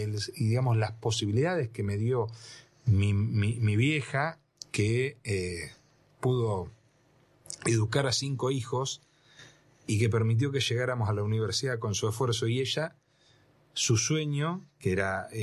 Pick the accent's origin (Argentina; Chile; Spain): Argentina; Tres Arroyos, Buenos Aires Province; now in Bahía Blanca, Argentina; Terminé el secundario en Tres Arroyos, donde nací, donde... gran parte de mi familia también estaba allá. Ajá. Era una familia de Tres Arroyos que se radicó porque mi papá era el médico del pueblo.